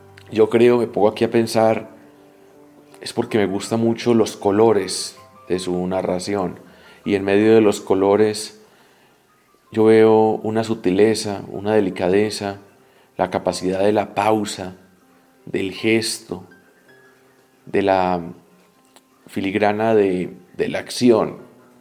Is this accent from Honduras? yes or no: no; Colombia; a nosotros como latinoamericanos, como colombianos, nos resulta distinto hablar de violencia.